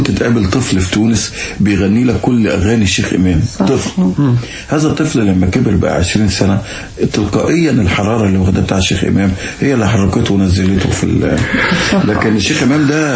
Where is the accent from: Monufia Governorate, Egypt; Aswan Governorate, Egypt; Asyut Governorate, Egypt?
Monufia Governorate, Egypt; Arab el-Raml; وكان مجتمعين كلهم بيسمعوا زين العابدين فؤاد هذا الهرم في قريتي عرب الرمل امبارح